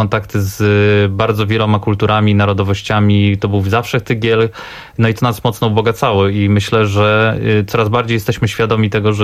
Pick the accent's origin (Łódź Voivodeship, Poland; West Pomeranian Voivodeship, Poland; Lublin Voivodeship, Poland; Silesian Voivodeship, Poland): Silesian Voivodeship, Poland; No więc tak czy owak już tak dawno jesteśmy tutaj na Śląsku, że na pewno jesteśmy z dziada pradziada Ślązakami